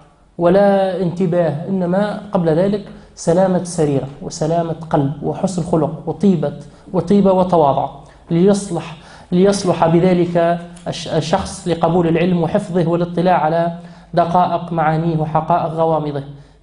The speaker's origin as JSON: {"language": "Arabic", "country": "Tunisia", "said": "نحن عندنا في تونس عندنا الثروة هي الطاقة البشرية، هي الأدمغة"}